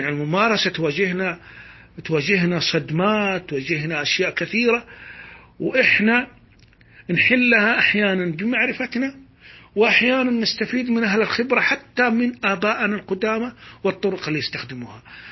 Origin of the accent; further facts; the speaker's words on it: Saudi Arabia; غير بلدنا السعودية طبعا